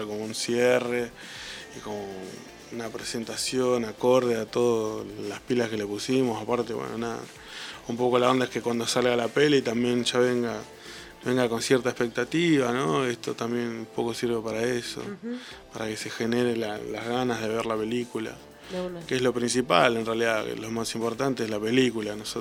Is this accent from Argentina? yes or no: yes; Patagonia, Argentina; Como que se relaciona la música con el norte, y siendo que venimos de la Patagonia, es medio raro.